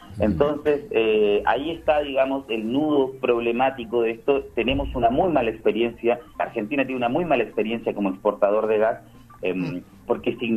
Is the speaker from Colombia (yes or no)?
no; Chile; De hecho, yo soy chileno, por ejemplo, ¿no?